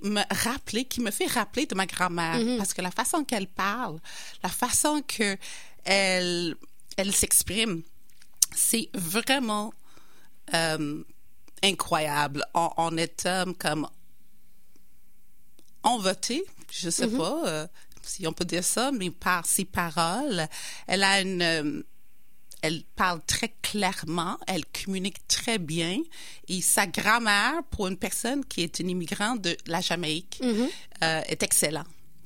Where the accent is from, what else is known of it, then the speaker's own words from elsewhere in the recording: United Kingdom; French is a second language; now in Quebec City, Canada; je suis née en Angleterre. Je viens vraiment d'Angleterre. Je suis la deuxième génération des immigrants qui sont venus en Angleterre dans les années 50-60.